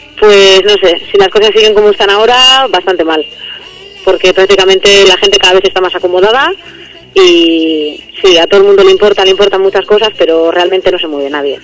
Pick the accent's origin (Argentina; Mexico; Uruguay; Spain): Spain; Barakaldo, Basque Country; soy del barrio de Bagatza